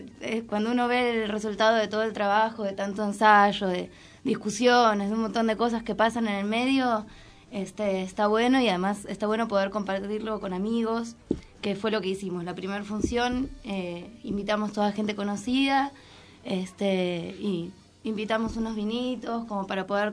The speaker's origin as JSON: {"language": "Spanish", "town": "Moreno", "region": "Buenos Aires Province", "country": "Argentina", "said": "yo que soy de acá, de Moreno."}